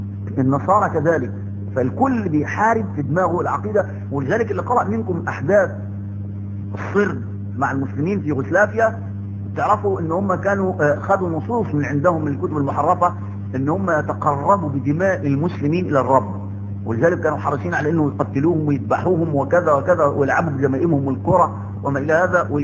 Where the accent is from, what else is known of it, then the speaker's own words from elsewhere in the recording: Egypt; وفاكر اللي التعبانين اللي عندنا في مصر